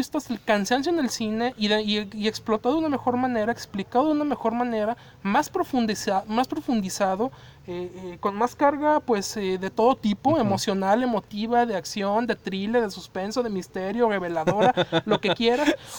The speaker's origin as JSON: {"language": "Spanish", "country": "Mexico", "said": "para nosotros como mexicanos, güey, ves esta madre"}